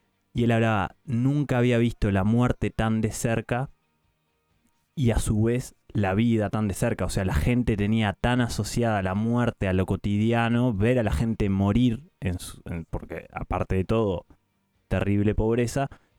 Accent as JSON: {"language": "Spanish", "country": "Uruguay", "said": "yo vivo, estoy enmarcado en esta población, en esta región, soy uruguayo, llegué, tuve la suerte de llegar a la expectativa de vida y pensarlo como estadísticamente, decir, bueno, soy hombre, tengo 72 años"}